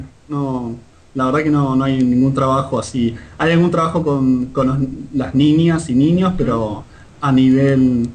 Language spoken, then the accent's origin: Spanish; Argentina; Nos guste o no nos guste como argentinos, Brasil va a ser campeón.